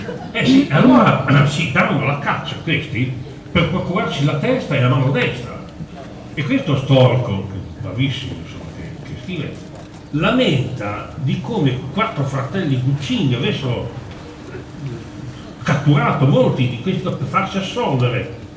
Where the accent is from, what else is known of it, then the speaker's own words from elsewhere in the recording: Modena, Emilia-Romagna, Italy; Io stesso sono modenese.